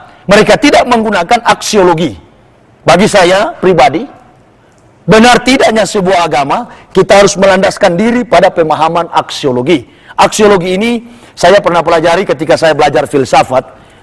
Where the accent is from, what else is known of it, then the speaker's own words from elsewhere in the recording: Sangihe, North Sulawesi, Indonesia; Di Sanger, tempat kelahiran saya, kampung halaman saya